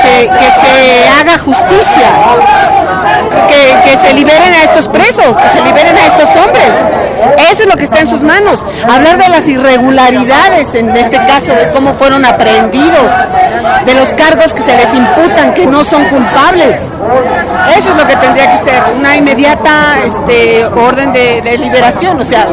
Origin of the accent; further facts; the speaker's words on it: Mexico; todos nosotros como mexicanos, nuestro nivel de vida, nuestra cotidianidad, nuestra vida cotidiana está hecha mierda